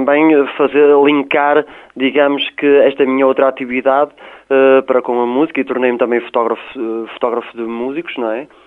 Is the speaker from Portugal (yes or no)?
yes; Portugal; são muito intrínsecas em nós, não é? Enquanto portugueses.